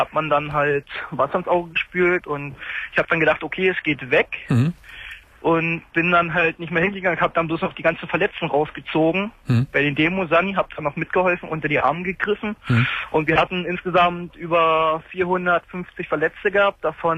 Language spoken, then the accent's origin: German; eastern Germany, Germany; ich komme normalerweise aus der DDR drüben.